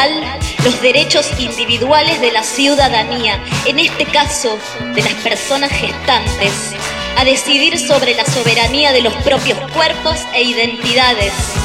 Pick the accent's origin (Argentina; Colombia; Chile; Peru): Argentina; que yo, como ciudadana argentina, merecía, porque es mi derecho básico.